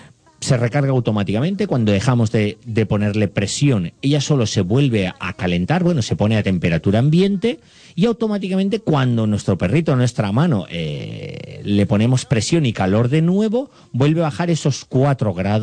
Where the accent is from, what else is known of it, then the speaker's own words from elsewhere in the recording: Guadassuar, Valencian Community, Spain; yo vivo muy cerca, yo soy de Guadasuar